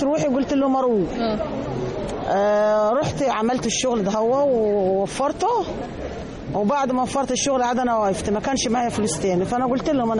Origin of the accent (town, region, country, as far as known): Sohag, Sohag Governorate, Egypt